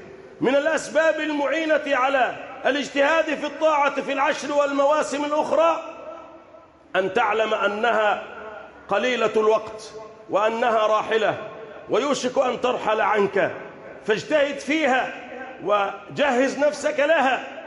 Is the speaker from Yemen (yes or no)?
no; Egypt; بلدنا مصر